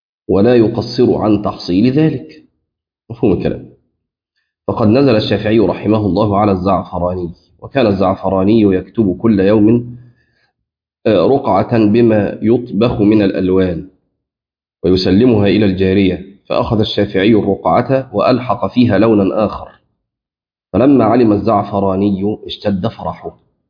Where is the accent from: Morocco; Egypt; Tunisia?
Egypt; وأظن إن إحنا عندنا في مصر في بعض الأماكن ممكن ده تلاقيه